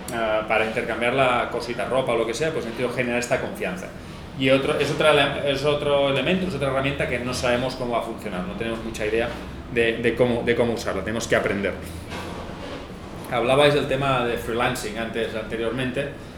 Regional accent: Catalonia, Spain; en el caso de España, pues ya digo, Cataluña, que es de donde yo vengo

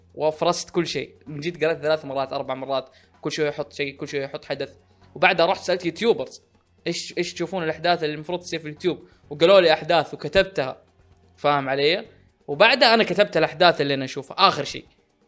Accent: Saudi Arabia; ما اقول عشان اني سعودي يبين الحين ان انا متحيز

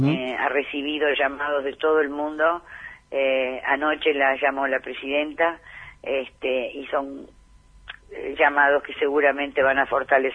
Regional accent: Argentina; está en nosotros como argentinos hacer que cambien

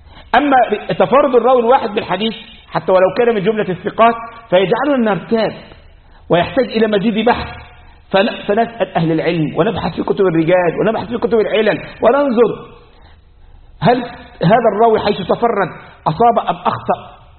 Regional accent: Egypt; احنا عندنا في مصر

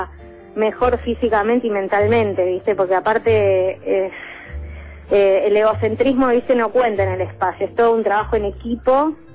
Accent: Buenos Aires, Argentina; No, del barrio de La Boca.

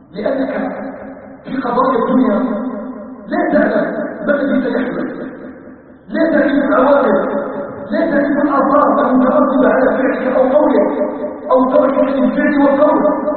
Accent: Algeria; نسأله تبارك وتعالى أن يجعل بلدنا الجزائر آمنا مطمئنا مستقرا

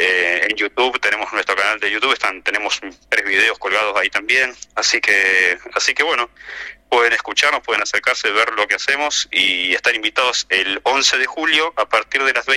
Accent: Buenos Aires, Argentina; Yo en realidad soy de Buenos Aires, estoy acá en el sur hace casi 20 años

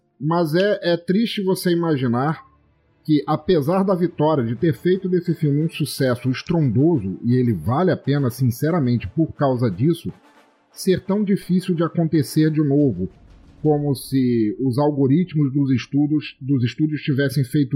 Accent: Angola; born there; eu sou africano, eu nasci em Angola.

